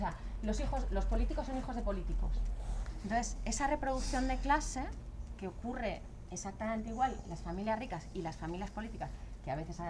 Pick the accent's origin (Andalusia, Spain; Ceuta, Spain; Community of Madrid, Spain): Community of Madrid, Spain; Madrid; now in Berlin, Germany; tanto en esta ciudad, en mi ciudad de origen también en Madrid